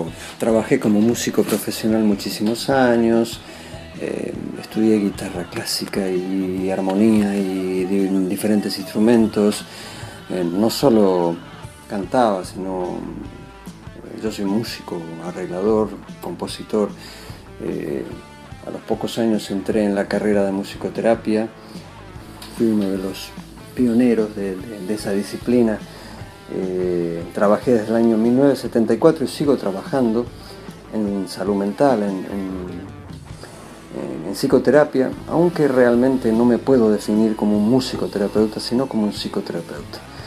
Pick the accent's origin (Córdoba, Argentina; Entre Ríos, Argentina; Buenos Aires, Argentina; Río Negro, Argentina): Buenos Aires, Argentina; now in Spain; 4 años que estuve aquí en Buenos Aires. Soy porteño, he crecido en Buenos Aires, así que quiero muchísimo esta ciudad y es como una extensión de mi casa.